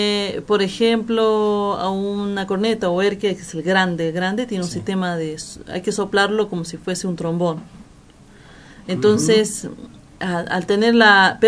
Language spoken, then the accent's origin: Spanish; Iruya, Salta, Argentina; No, yo soy de Finca Santiago de Iruya, que es en la provincia de Salta.